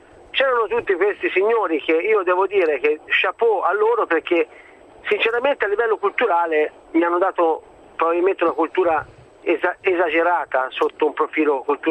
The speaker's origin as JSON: {"language": "Italian", "region": "Tuscany", "country": "Italy", "said": "Andavo a scuola quindi, dai 13 ai 18 anni. Sono toscano"}